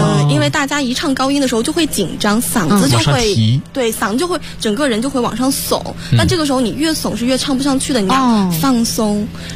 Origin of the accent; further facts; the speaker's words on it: Shanxi, China; 啊，我老家是山西的。